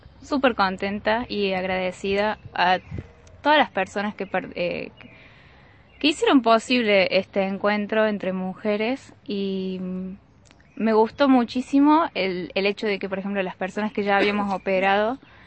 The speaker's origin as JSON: {"language": "Spanish", "town": "Capilla del Monte", "region": "Córdoba", "country": "Argentina", "said": "soy de Capilla del Monte"}